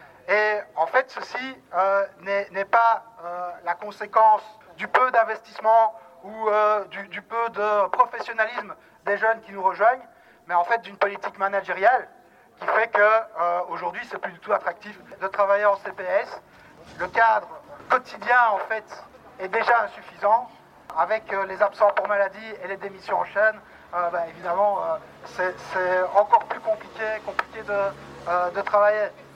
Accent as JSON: {"language": "French", "town": "Liège", "region": "Wallonia", "country": "Belgium", "said": "donc moi je viens de Liège, je travaille en CPS."}